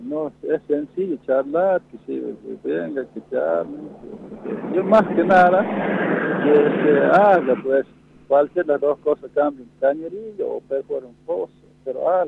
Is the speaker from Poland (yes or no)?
no; Argentina; así nosotros también como ciudadanos, como argentinos